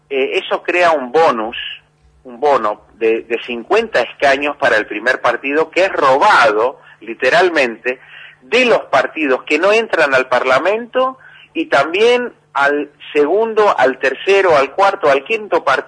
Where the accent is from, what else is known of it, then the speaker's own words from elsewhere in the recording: Argentina; now in Greece; aquí el pueblo griego me, a veces me llama como un argentino, y en Grecia y en Argentina un griego. Tener dos patrias es un orgullo.